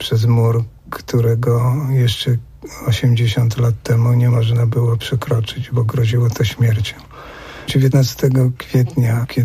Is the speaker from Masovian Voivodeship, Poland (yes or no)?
yes; Warsaw, Masovian Voivodeship, Poland; cegieł z getta odzyskanych, jak zresztą cały Muranów. Ja się wychowywałem w tym miejscu.